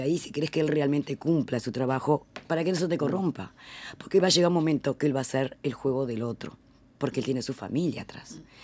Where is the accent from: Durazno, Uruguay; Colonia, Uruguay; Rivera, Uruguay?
Rivera, Uruguay; now in Montevideo, Uruguay; Soy de Rivera.